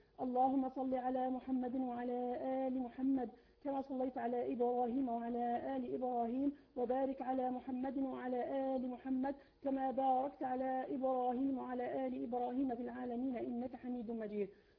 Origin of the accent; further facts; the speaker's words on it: Algeria; أشهد أنا من الجزائر أننا نحبكم في الله